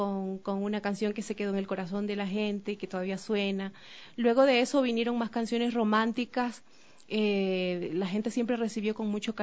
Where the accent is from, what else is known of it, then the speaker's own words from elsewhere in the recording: Esmeraldas, Ecuador; los sonidos de mi tierra, de Esmeraldas, de la música afroesmeraldeña, afro del Pacífico